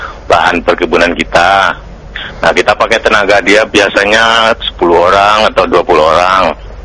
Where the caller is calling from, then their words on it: Bukittinggi, West Sumatra, Indonesia; di Bukit Tinggi.